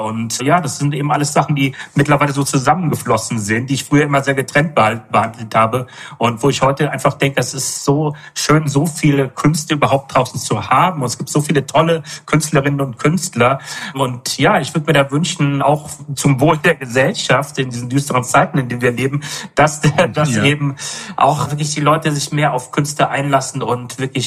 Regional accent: Rhineland, Germany; moved away as an adult; now in Berlin, Germany; ich habe vorher 8 Jahre in Berlin gewohnt oder knapp 8 Jahre davor, 29 Jahre im Rheinland, wo ich aufgewachsen bin auch und bin aber aus dem Dorf nach Berlin gezogen

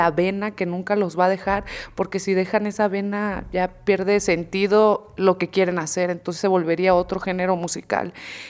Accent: Sinaloa, Mexico; yo soy de Sinaloa, soy del norte del país. Entonces, en mi pueblo se acostumbra escuchar

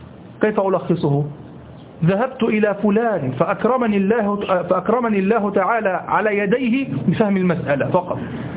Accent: Egypt; الذي يسمى عندنا في مصر الهباب

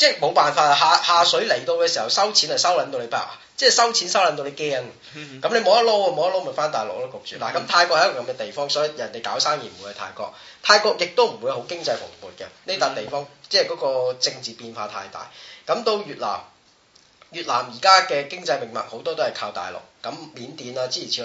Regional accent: Taishan, Guangdong, China; 譬如咧我係台山人咁啊，專捐坦克車嘅

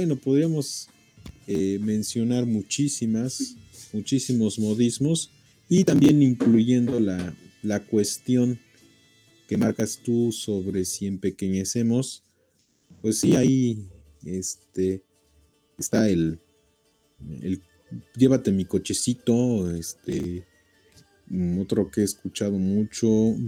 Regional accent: Puebla, Mexico; e incluso hasta nosotros como mexicanos, si vamos a otro estado, pero que es de los poblanos, tenemos nuestra forma de hablar, nuestro acento, ¿sí? Muy característico. La gente dice que somos, que cantamos mucho las palabras, que son, las damos como cantaditas

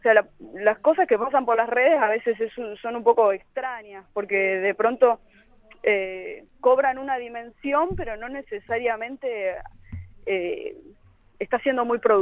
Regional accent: Tucumán, Argentina

